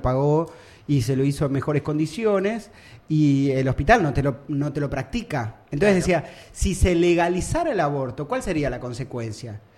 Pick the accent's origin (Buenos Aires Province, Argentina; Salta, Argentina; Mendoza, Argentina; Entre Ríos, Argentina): Buenos Aires Province, Argentina; Lomas de Zamora; born there; No, yo nací acá, no sé, en Lomas, boludo.